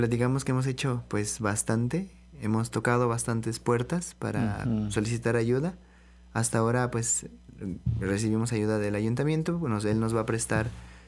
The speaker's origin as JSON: {"language": "Spanish", "town": "Los Reyes La Paz", "region": "State of Mexico", "country": "Mexico", "said": "Fui al municipio de donde yo soy de Los Reyes, La Paz."}